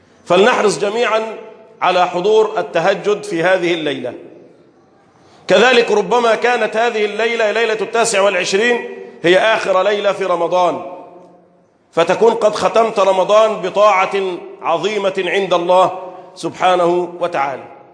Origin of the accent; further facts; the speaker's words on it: Egypt; اللهم احفظ بلدنا مصر وسائر بلاد